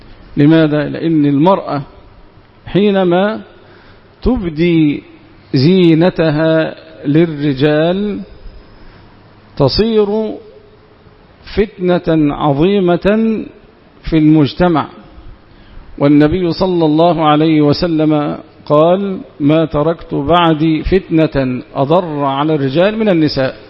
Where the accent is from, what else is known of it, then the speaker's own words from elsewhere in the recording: Egypt; حتى إن القانون عندنا في مصر يخفف العقوبة